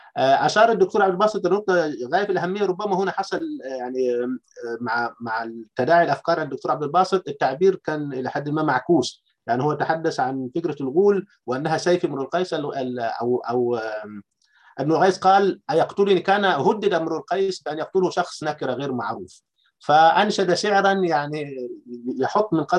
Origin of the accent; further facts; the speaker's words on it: Upper Egypt, Egypt; أنا كريفي صعيدي عاصرت فكرة العرجون